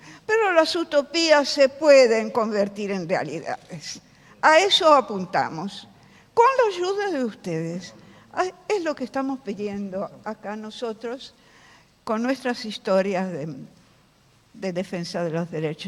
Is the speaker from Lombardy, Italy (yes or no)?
yes; Milan, Lombardy, Italy; Yo soy italiana de origen, milanesa, y tengo, por supuesto, toda una formación de ese origen.